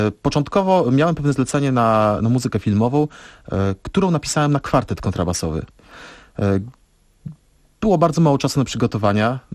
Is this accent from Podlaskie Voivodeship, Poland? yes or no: yes; Suwałki, Podlaskie Voivodeship, Poland; jestem oryginalnie, pochodzę z Suwałk.